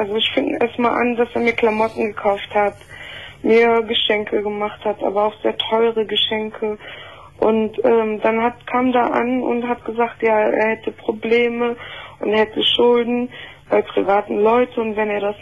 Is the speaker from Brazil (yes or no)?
yes; Brazil; Ja, und bin auch Brasilianerin